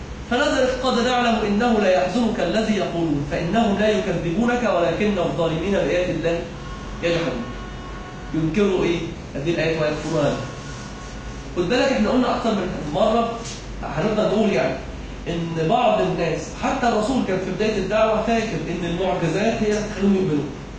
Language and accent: Arabic; Egypt; اللجنة اللي هي المؤسسة العشرة الإسلامية عندنا في مصر